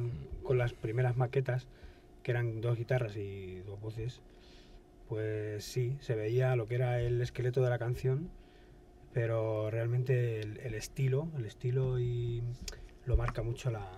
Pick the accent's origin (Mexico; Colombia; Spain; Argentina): Spain; Leganés, Community of Madrid; siempre he tocado con gente de Móstoles, pero yo soy de Leganés.